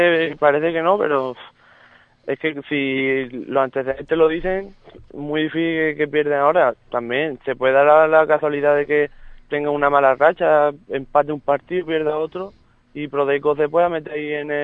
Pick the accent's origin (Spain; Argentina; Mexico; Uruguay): Spain; Montecorto, Andalusia; algunos componentes que somos de Montecorto.